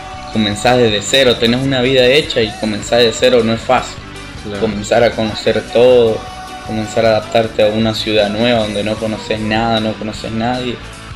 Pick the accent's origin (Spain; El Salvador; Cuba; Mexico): El Salvador; now in Rosario, Argentina; Bueno, un saludo para todos … vengo de El Salvador, estoy acá en Rosario hace 6 meses más o menos